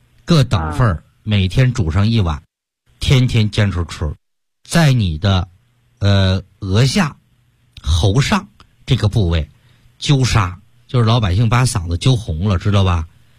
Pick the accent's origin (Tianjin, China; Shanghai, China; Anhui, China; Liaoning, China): Tianjin, China; 我听口音就能听出来，我们天津人说话。非常特殊。